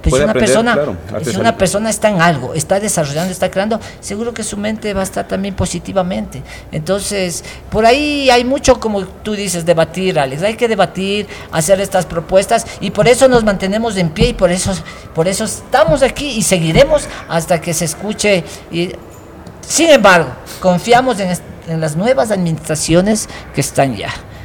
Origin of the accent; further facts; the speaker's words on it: Ecuador; pero acá siendo propio ecuatoriano